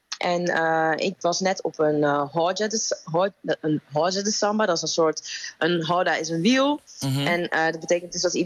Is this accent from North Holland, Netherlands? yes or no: no; North Brabant, Netherlands; Nou, ik ben opgegroeid in Brabant.